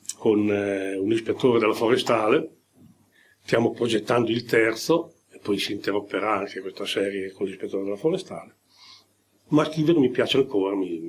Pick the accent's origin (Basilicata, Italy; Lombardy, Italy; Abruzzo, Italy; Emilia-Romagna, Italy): Emilia-Romagna, Italy; Modena; born there; Sono nato a Modena, ma sono nato il 14 giugno del 40, quattro giorni dopo l'entrata dell'Italia in guerra.